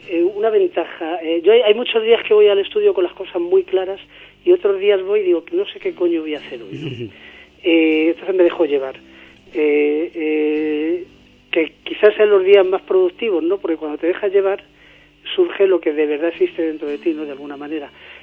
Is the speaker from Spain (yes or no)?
yes; Candeleda, Castile and León, Spain; Yo soy de Candelera, de un pueblo de Ávila.